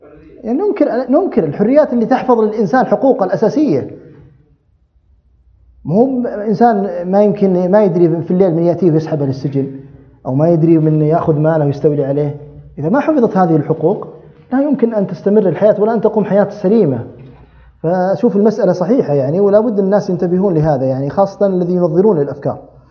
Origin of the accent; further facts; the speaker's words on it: Saudi Arabia; عندنا في السعودية